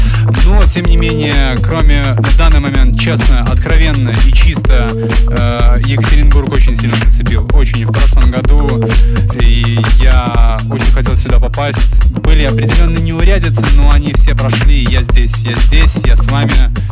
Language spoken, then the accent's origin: Russian; Belarus; Я народная, бо я народился и вырос в Беларуси.